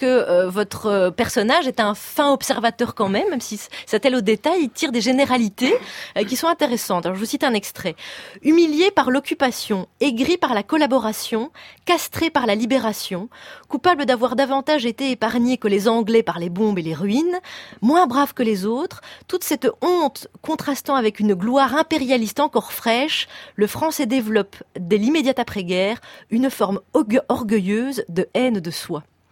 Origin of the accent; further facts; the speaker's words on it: Belgium; nous, on est belges, Alex et moi